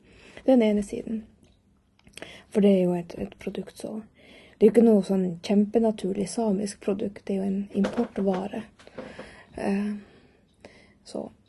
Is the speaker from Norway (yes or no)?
yes; Norway; now in Lycksele, Sweden; är född och uppvuxen i Norge, bor nu i Lycksele i Sverige, har bott här i 8 år.